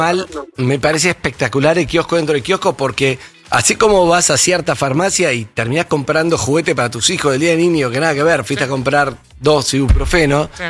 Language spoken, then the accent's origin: Spanish; Rio de Janeiro, Brazil; Spanish is a second language; Cuando yo era pequeño, yo iba mucho para la playa. Entonces, en la playa del Río de Janeiro, de ese momento, cuando era pequeño, en Ipanema, Copacabana, Leblon